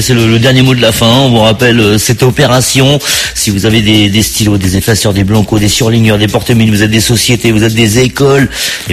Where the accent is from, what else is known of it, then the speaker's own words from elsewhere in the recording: France; on vient chez nous en France trouver des très bons médecins, parce qu'on a de très bons médecins